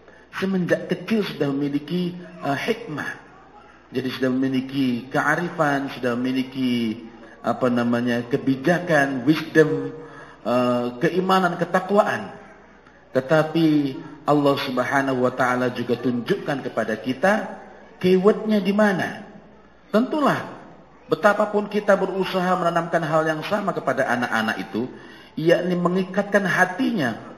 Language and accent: Indonesian; Jombang, East Java, Indonesia; Saya dari Jombang, tahu Jombang ya?